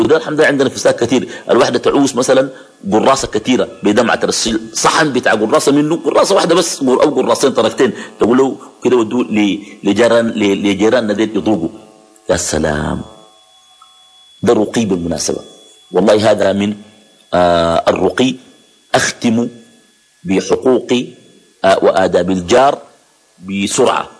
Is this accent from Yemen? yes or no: no; Khartoum, Sudan; بعض الأحياء عندنا في الخرطوم بتكون أحياء مغلقة، ناس بيقندبوا في الشقق وكده، ديل ما بكون زي الأحياء اللي بيسموها الأحياء الشعبية